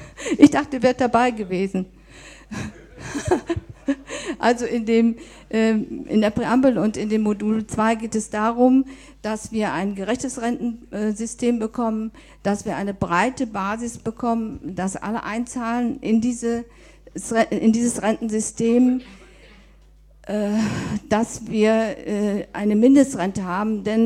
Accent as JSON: {"language": "German", "town": "Soest", "region": "North Rhine-Westphalia", "country": "Germany", "said": "Ich komme aus Soest."}